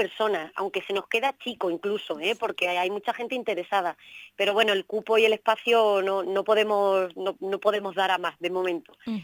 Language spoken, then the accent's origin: Spanish; Extremadura, Spain; yo, por mi acento lo veréis, soy extremeña